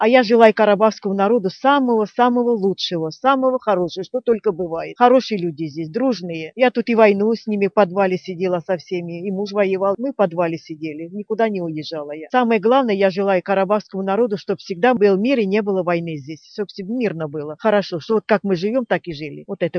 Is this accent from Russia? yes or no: no; Taranivka, Kharkiv Oblast, Ukraine; Я родом из Харькова, Харьковская область, Змеевской район, село Тарановка, 51-го года рождения.